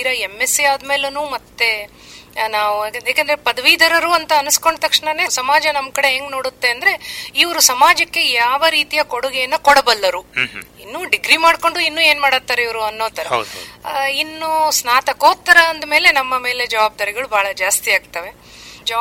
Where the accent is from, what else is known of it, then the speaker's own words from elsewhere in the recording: Hangal, Karnataka, India; ಮೂಲತಃ ನಾವು ಹಾವೇರಿ ಜಿಲ್ಲೆಯ ಹಾನಗಲ್ ತಾಲೂಕಿನವರು.